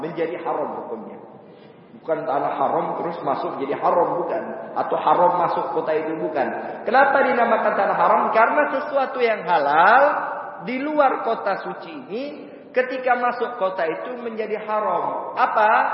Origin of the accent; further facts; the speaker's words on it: Pontianak, West Kalimantan, Indonesia; Kalau di Pontianak, saya dari Pontianak